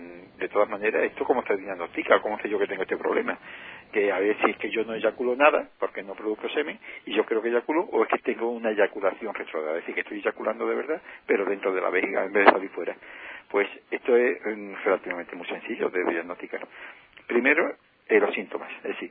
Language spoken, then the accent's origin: Spanish; Andalusia, Spain; la parte que nos toca como ciudadano andaluz, y que tengan una grata estancia en nuestra tierra